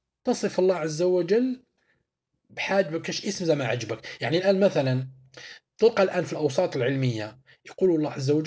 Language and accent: Arabic; Algeria; حنايا هنايا في طريقة الدفن عندنا في الجزائر نديروا طريقة الشق.